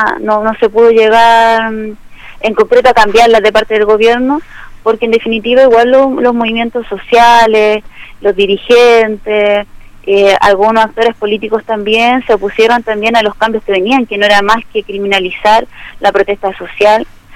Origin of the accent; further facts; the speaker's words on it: Peñalolén, Santiago Metropolitan Region, Chile; Yo por lo menos soy de acá, de Peñalolén, que está dentro de las comunas que son combativas.